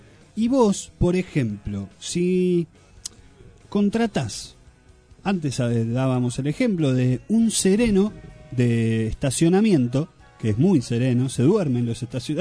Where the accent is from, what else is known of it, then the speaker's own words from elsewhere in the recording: Argentina; Como buen argentino, cuando sí.